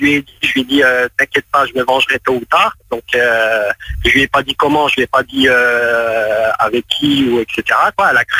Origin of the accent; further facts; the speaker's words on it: Colmar, Grand Est, France; now in Lyon, France; À la base je suis même pas Lyonnais, je suis Colmar, mais je suis installé à Lyon depuis 3 mois.